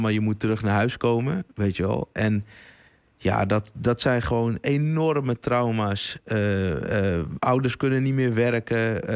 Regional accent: Amsterdam, North Holland, Netherlands; We komen allemaal uit Amsterdam Zuidoost.

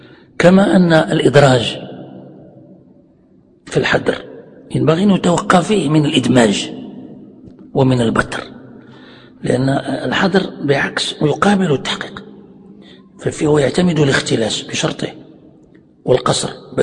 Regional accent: Morocco; يعني عندنا في المغرب يعني معروف هذا

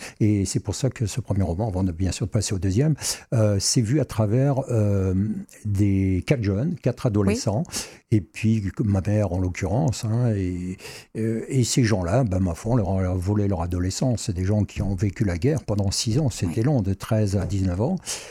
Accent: Metz, Grand Est, France; dans ma jeunesse, je jouais du côté du fort de Saint-Julien, puisque je suis originaire de Metz.

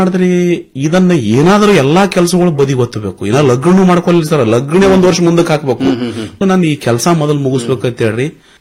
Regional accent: Mashala, Karnataka, India; ನಾನು ಹುಟ್ಟೂರು ಮಾಶಾಳ, ತಾಲೂಕ ಅಫಜಲ್ಪುರ, ಇದೇ ಕಲಬುರಗಿ ಜಿಲ್ಲೆ.

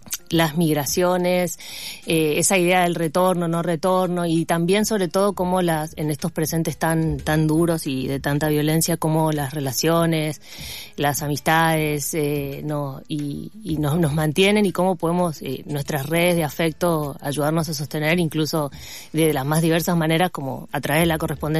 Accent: Formosa, Argentina; also born or lived in La Plata; Y comenzó en Formosa, yo soy de Formosa. Y bueno, cuando estudié en La Plata, viví mucho tiempo para allá, y cuando volví a Formosa

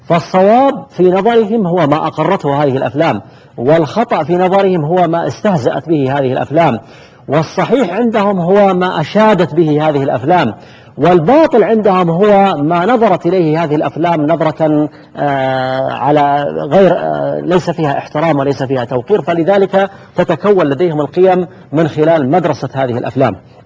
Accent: Saudi Arabia; وأيضا في بلادنا المملكة العربية السعودية كذلك بعض المؤسسات للإنتاج الإعلامي

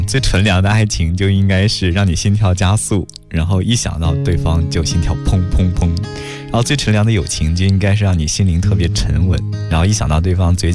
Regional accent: Weihai, Shandong, China; now in Beijing, China; 我因为我来自大海，所以我老家是威海嘛

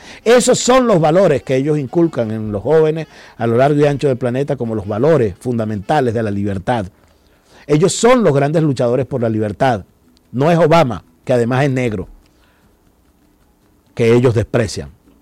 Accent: Venezuela; la fuerza poderosa, verdadera, auténtica que tenemos como venezolanos

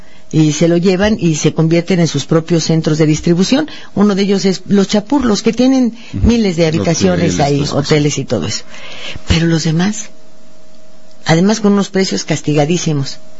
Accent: Mexico; Cada vez que te lo dicen, como mexicano, quieres que la tierra te trague.

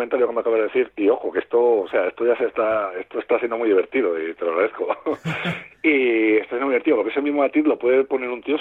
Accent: Guadalajara, Castilla-La Mancha, Spain; Mira, yo soy de Guadalajara.

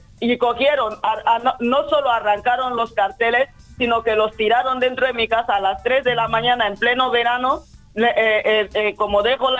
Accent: Equatorial Guinea; now in Spain; No, yo no, yo llevo 12 años aquí. Yo hablo castellano porque vengo de Guinea Ecuatorial.

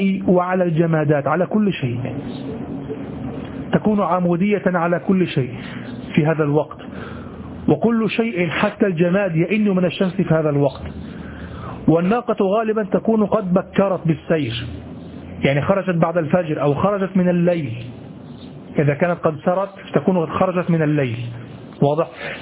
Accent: Egypt; نحن كمصريين إذا رأينا الثور نقول هذا ظبي

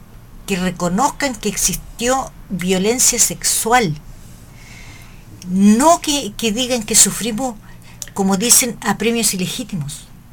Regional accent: Hualpén, Biobío, Chile; Yo soy de Hualpén. Y en esos momentos yo era estudiante del liceo comercial en La Salina.

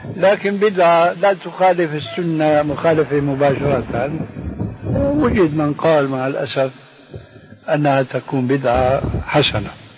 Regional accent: Syria; هذه عندنا في الشام في سوريا مشهورة هذا الحديث، وجئت هنا وسمعته أيضا

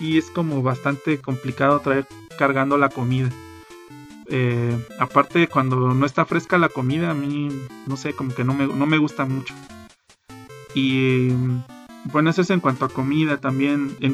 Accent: Mexico; algo en lo que nadie piensa cuando sale de viaje, sobre todo siendo mexicano, es chile.

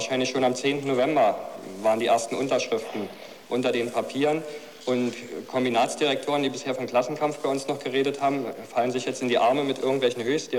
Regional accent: Potsdam, Brandenburg, Germany; Ich komme aus Potsdam, aus der Müllimport-Hochburg.

